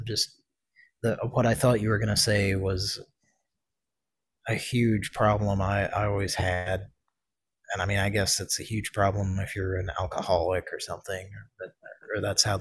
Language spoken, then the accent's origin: English; Oklahoma, United States; our longtime listeners know that we grew up in Oklahoma